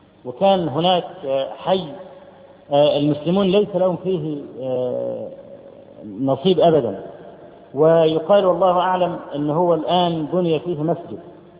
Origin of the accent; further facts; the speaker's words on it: Egypt; فرجل أول ما عارف أن أنا من مصر